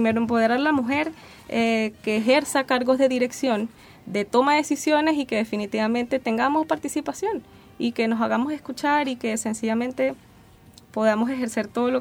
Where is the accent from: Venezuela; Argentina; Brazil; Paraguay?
Venezuela; El acento me delata. Soy venezolana.